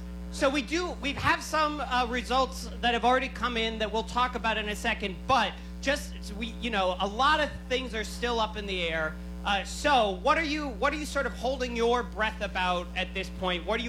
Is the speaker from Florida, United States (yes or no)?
yes; Florida, United States; I mean, I grew up in Florida, and I apologize.